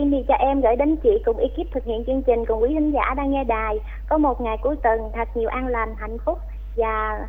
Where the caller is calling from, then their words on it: Đồng Tháp, Vietnam; á chị. Em gọi đến từ tỉnh Đồng Tháp